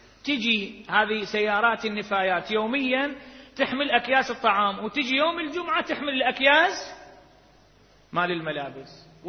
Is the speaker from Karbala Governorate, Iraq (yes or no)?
no; Baghdad, Baghdad Governorate, Iraq; منطقة عندنا في بغداد